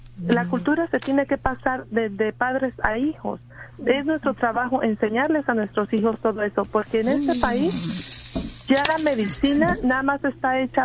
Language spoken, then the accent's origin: Spanish; Mexico; now in United States; nosotros como hispanos, yo crecí mucho tiempo con mis abuelos en México